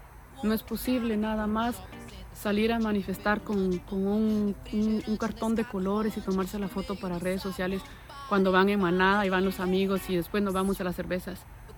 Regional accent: Guatemala; lo digo como guatemalteca que soy, porque después me acusan. Me salen guatemaltecos, ¿y esta de qué país es? Soy de Guatemala. Y como guatemalteca lo digo con toda autoridad.

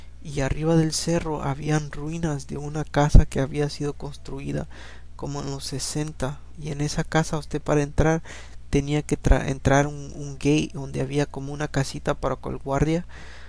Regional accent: El Salvador; yo soy de El Salvador, ¿no? Y me crié yo en un lugar donde después era en la ciudad, pero era una ciudad bien chica, ¿no? Y después me mudé a la ciudad, la grande, la capital, como tenía como 12 años, como 10 años, 12 años.

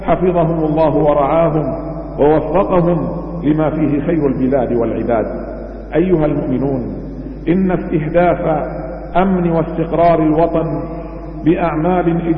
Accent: Bahrain; حمى الله تعالى بلادنا البحرين

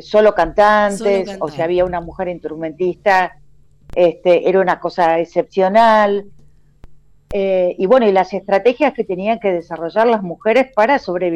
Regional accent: Argentina; esto de que nosotros argentines a veces nos creemos que tenemos una cierta excepcionalidad, pero en realidad somos muy latinoamericanos en muchas cosas.

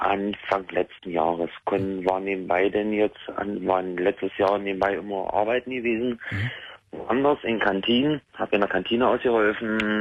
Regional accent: Magdeburg, Saxony-Anhalt, Germany; Ich komme aus Magdeburg.

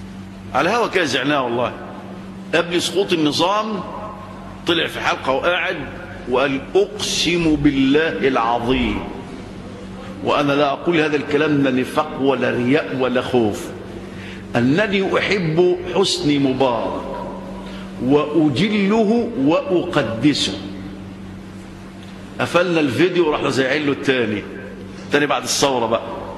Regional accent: Egypt; طبعا عندنا في مصر الان داعيات فتنة

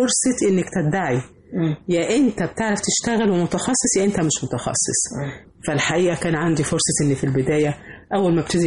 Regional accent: Egypt; انا فخورة ان انا من مصر،

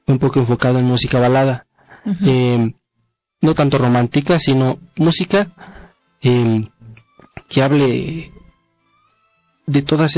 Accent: Zacatlán, Puebla, Mexico; now in Pedro Escobedo, Mexico; Yo soy originario de Zacatlán, Puebla.

